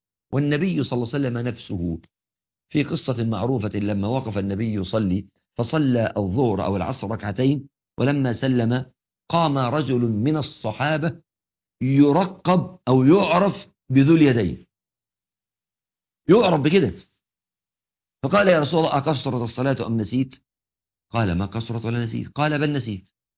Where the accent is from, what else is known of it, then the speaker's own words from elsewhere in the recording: Egypt; بتعبيرنا كمصريين يقول لك كلمة تنجس بحر.